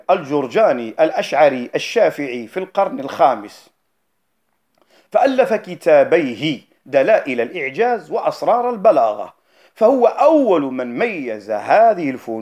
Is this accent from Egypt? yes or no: no; North, Morocco; أو البعاو عندنا في المغرب وخاصة في الشمال